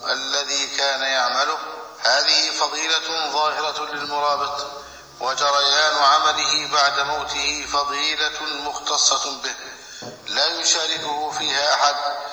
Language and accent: Arabic; Egypt; ماذا يريد هؤلاء من بلدنا مصر ومن ولاتها